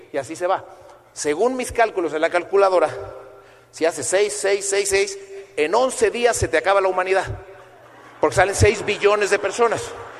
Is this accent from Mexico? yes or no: yes; Mexico; porque yo tenía mucho más contactos que ella, porque yo soy mexicano y es española y tal.